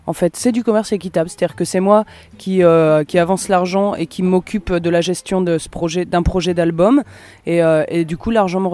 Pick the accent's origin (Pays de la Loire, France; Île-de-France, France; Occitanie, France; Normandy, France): Pays de la Loire, France; Nantes; je viens de Nantes. Je suis contente.